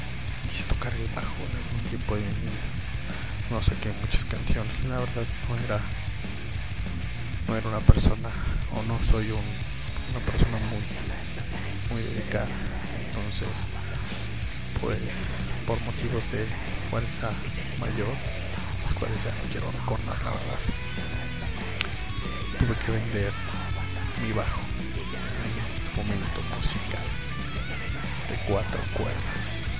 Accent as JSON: {"language": "Spanish", "town": "Nicolás Romero", "region": "State of Mexico", "country": "Mexico", "tie": "born or raised there", "also_born_or_lived": "Naucalpan de Juárez", "said": "Soy un joven adulto de los suburbios del estado de México. Yo nací en Ciudad Satélite, en Naucalpan de Juárez, Estado de México."}